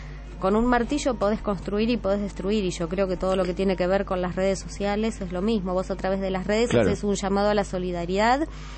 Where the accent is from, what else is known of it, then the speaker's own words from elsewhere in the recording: Bahía Blanca, Buenos Aires Province, Argentina; yo que soy de Bahía Blanca